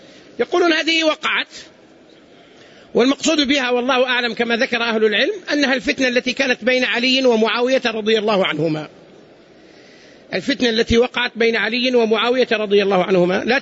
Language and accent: Arabic; Saudi Arabia; عندنا هنا مثلا في المملكة لهجتنا تختلف عن لهجة أهل مصر مثلا